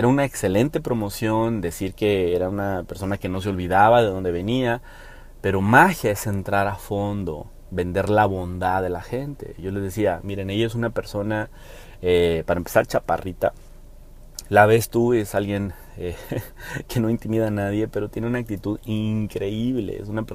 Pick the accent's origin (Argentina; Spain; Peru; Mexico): Mexico; yo como mexicano me motiva